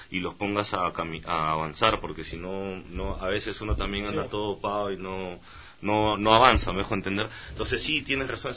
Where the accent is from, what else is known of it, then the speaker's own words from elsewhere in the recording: Peru; Por ejemplo, en mi país tenemos 17 tratados de libre comercio, entonces para una es más fácil que venga un chino, que venga un suizo y que venga un americano a poner industria